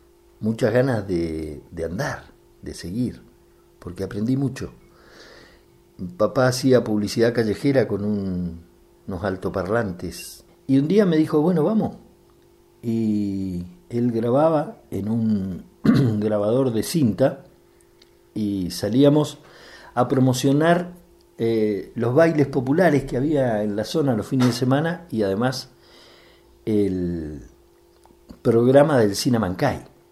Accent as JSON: {"language": "Spanish", "town": "El Bolsón", "region": "Río Negro", "country": "Argentina", "tie": "born there", "said": "Nací en el Bolsón"}